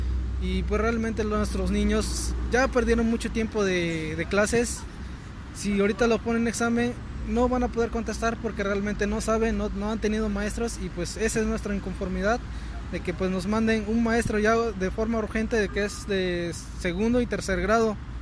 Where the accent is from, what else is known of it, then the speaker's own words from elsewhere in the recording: Lázaro Cárdenas, Mexico; Venimos desde Lázaro Cárdenas, General Lázaro Cárdenas del Río, y es el municipio de Nogales.